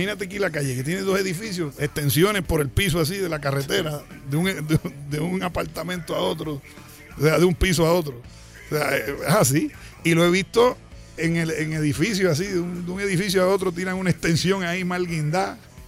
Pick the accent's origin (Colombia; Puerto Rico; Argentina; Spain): Puerto Rico; Pero mi pueblo tiene mucho corazón en el momento de la desgracia porque lo vive. O sea, todo puertorriqueño, claro, que vive en Puerto Rico, ha cogido un huracán alguna vez.